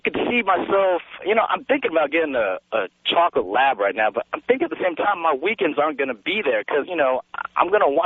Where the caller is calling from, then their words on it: Los Angeles, California, United States; Hey, Tom, I'm calling you from Dodger Stadium right now, actually in the parking lot.